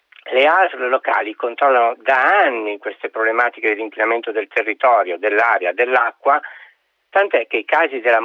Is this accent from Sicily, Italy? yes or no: yes; Sicily, Italy; Io sono siciliano